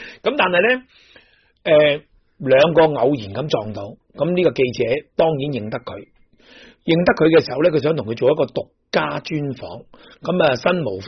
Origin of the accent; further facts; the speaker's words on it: Hong Kong; 即系我哋香港人亦叫做金枝玉叶。